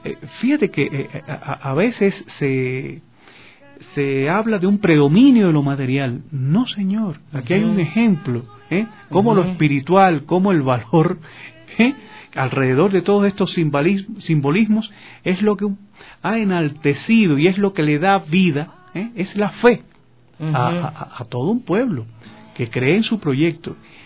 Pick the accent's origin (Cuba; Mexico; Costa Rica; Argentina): Cuba; lo digo por experiencia propia como cubano, nosotros los cubanos hemos pasado con bastantes vicisitudes